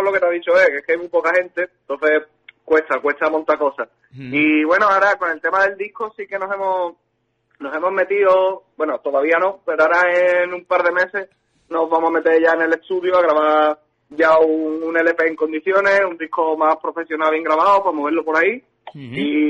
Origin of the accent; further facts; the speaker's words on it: Jerez de la Frontera, Andalusia, Spain; Bueno, nosotros somos de Jerez, de Cádiz.